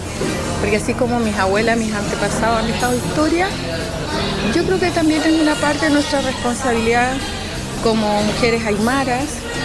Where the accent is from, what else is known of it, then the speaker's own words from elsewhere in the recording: General Lagos, Arica y Parinacota, Chile; first language ay; Spanish is a second language; lo he saludado a mi lengua materna, que es el aymara, y contarle un poquito de lo que hago yo. Soy una mujer aymara de la comuna General Lagos.